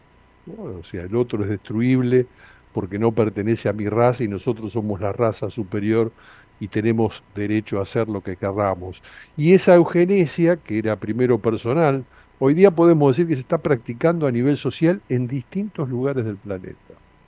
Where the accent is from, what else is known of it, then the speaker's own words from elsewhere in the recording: Argentina; a nosotros como argentinos, digo, a la distancia